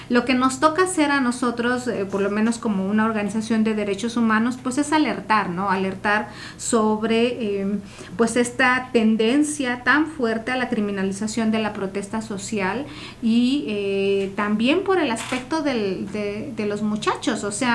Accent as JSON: {"language": "Spanish", "region": "Oaxaca", "country": "Mexico", "said": "lo que somos realmente, ¿no? Como oaxaqueños, como oaxaqueñas."}